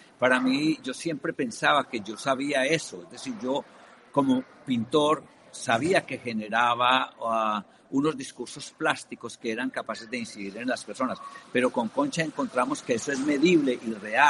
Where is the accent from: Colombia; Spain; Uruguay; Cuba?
Colombia; also born or lived in Europe; Pienso que como latinoamericano, yo soy colombiano, he vivido en Europa muchos años, pero las raíces permanecen.